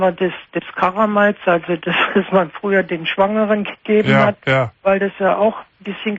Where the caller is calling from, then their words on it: Munich, Bavaria, Germany; ich war bei uns in München im Bogenhausen. Das ist ein großes Klinikum.